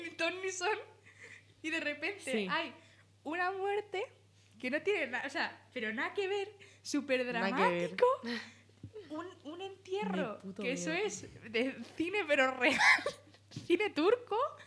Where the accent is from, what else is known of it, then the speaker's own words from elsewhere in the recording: Malaga, Andalusia, Spain; los que somos de Málaga, sabes que de repente girar la esquina están como en otra punta de Málaga